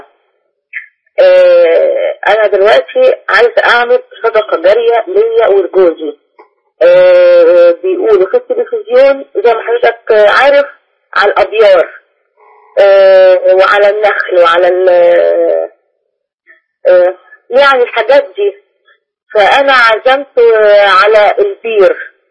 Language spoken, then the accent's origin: Arabic; Faiyum, Faiyum Governorate, Egypt; طب أنا من الفيوم وما أعرفش أي حد خالص